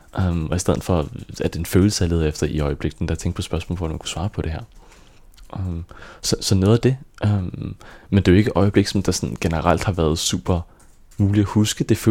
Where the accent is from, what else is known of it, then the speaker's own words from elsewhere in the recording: Frederikssund, Capital Region of Denmark, Denmark; jeg voksede op i Frederikssund, ude i sådan en lille by ved siden af